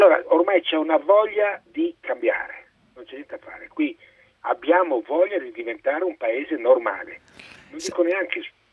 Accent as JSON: {"language": "Italian", "town": "Milan", "region": "Lombardy", "country": "Italy", "tie": "born there", "said": "sono nato a Milano, milanese puro, con i nonni, tutto proprio unico, credo che siamo rimasti in 250, milanese puro sangue, nato proprio all'isola, insomma, in Corso Como, da quelle parti là."}